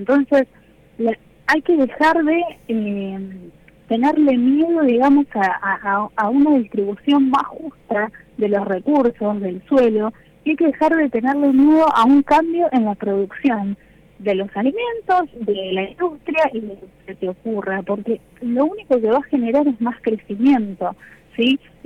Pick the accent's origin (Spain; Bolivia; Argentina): Argentina; Bahía Blanca, Buenos Aires Province; yo soy de la provincia de Buenos Aires, soy de Bahía Blanca, pero a ver, los que somos de Bahía Blanca nos consideramos del sur.